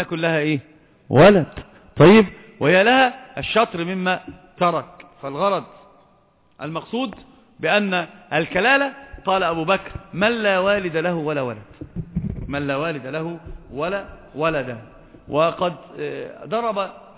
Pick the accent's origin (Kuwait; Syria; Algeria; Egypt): Egypt; عندنا في مصر يقولون مثلا عظيما